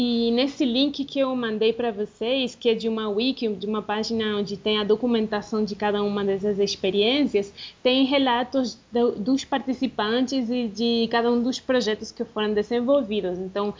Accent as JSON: {"language": "Portuguese", "country": "Argentina", "also_born_or_lived": "Brazil", "second_language": "Portuguese", "lives_now": "Medellín, Colombia", "said": "eu sou argentina e morei no Brasil uns 10 anos, mais ou menos. E atualmente eu estou na Colômbia, morando na cidade de Medellín"}